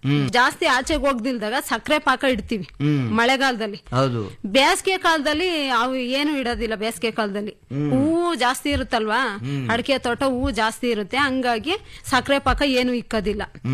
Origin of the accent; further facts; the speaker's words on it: Maknalli, Karnataka, India; ನಮ್ಮೂರು ಮಾಕ್ನಳ್ಳಿ.